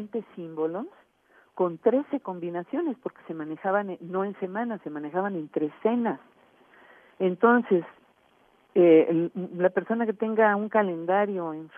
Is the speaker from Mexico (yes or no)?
yes; Mexico; born there; Yo soy mexicana de nacimiento, nací en el territorio mexicano, ¿verdad? Tengo abuelos que vinieron de España, tengo una abuela que tiene familiares franceses … ¿verdad? Entonces, yo traigo sangre mezclada